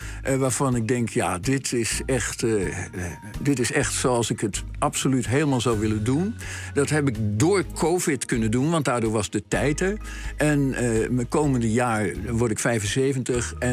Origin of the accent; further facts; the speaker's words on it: Amsterdam, North Holland, Netherlands; Ik ben geboren in de Van Egelaan in Amsterdam. Dat is aan het Vondelpark.